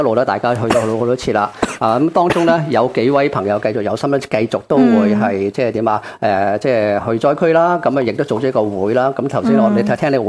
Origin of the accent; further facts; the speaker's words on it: Hong Kong; 我哋系香港嚟嘅吓